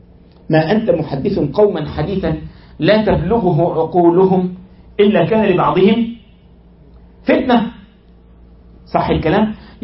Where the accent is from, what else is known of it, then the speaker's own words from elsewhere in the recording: Egypt; تجد بعض الإخوة عندنا في مصر